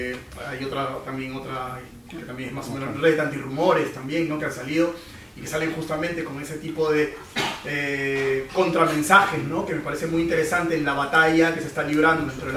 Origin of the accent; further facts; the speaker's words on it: Peru; de donde yo provengo, ¿no? Yo vengo de Perú.